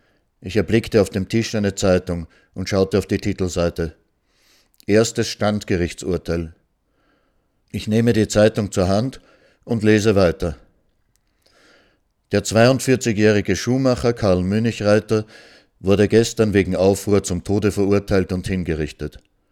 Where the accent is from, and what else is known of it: Austria; moved away